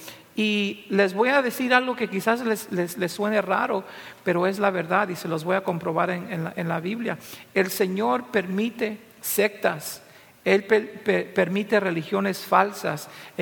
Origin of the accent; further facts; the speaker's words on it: Peru; cosa que como peruano no me gustó mucho